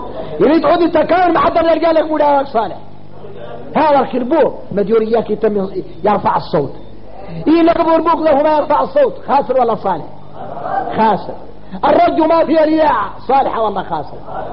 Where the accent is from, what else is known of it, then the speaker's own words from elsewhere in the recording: Mauritania; نحن موريتاني